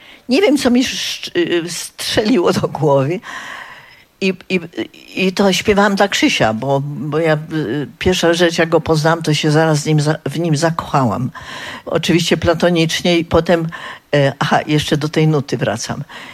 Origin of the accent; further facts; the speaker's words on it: Zielona Góra, Lubusz Voivodeship, Poland; Przyjechałam z Zielonej Góry.